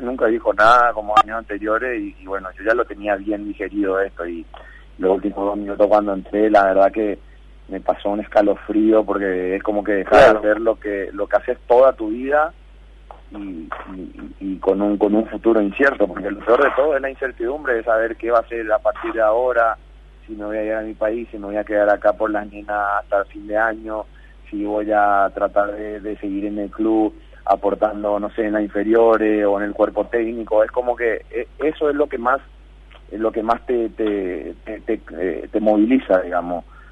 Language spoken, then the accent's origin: Spanish; Paraguay; siendo paraguayo, sabiendo que las limitaciones que hay en mi país, que el deporte no es profesional